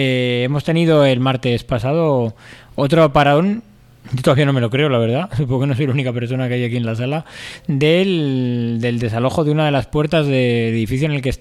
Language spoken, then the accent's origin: Spanish; Alcalá de Henares, Community of Madrid, Spain; yo soy de Alcalá de Henares, por si alguien no lo sabe todavía.